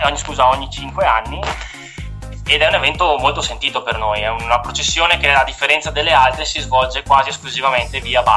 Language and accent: Italian; Caorle, Veneto, Italy; praticamente la mia città natale, che è Caorle, un piccolo paese sulla costa, sul litorale veneto.